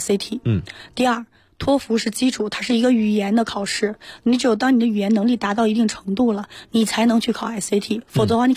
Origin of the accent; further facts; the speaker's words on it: China; 嗯，其实说实话，我们中国人有一个误区